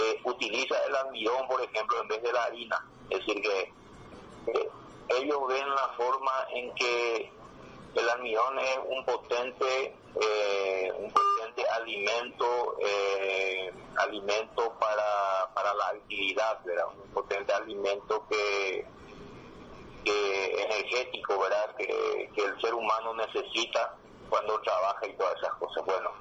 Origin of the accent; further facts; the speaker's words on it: Paraguay; nosotros como país pequeño que somos de Paraguay